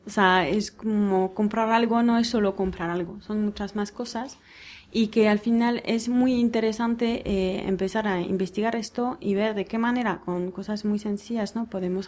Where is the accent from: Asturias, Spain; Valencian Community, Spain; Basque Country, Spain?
Basque Country, Spain; Y si viviríamos todos como aquí vascos